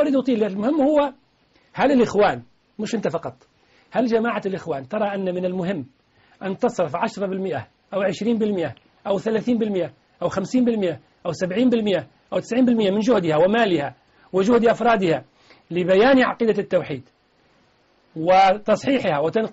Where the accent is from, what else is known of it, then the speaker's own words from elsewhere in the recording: Tunisia; رئيس بلدي تونس